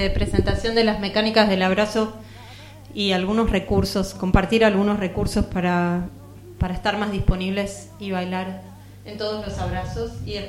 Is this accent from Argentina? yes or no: yes; Buenos Aires, Argentina; born there; Nací en Buenos Aires, sí.